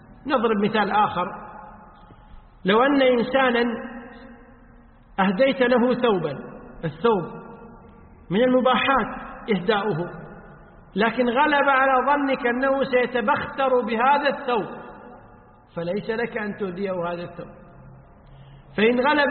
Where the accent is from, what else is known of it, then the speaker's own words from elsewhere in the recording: Kuwait; وقد صدر فتوى بهذا الشأن من وزارة الأوقاف عندنا في الكويت